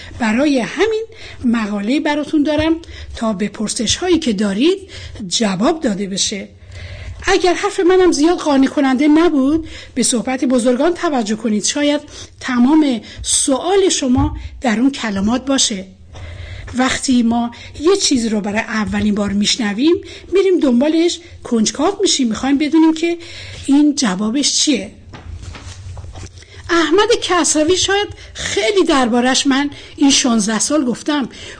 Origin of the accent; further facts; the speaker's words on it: Iran; من به عنوان یه ایرانی برای وقتم احترام قائلم